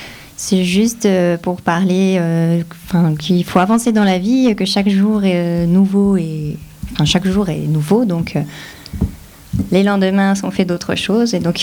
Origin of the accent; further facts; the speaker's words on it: Remiremont, Grand Est, France; Alors, je suis née à Remiremont.